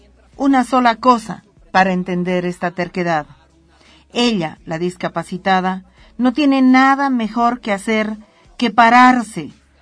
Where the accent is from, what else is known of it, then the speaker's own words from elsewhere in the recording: Bolivia; existo, aquí estoy, siento, pienso y soy boliviana.